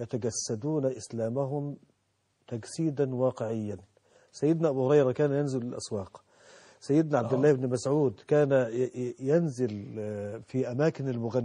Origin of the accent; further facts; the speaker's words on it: Mansoura, Dakahlia, Egypt; عندنا في المنصوره في قرى المنصوره